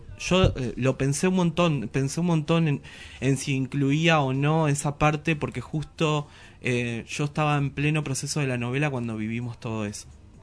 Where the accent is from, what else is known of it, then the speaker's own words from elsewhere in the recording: Ibarreta, Formosa, Argentina; la infancia en mi pueblo, en Ibarreta, en la provincia de Formosa.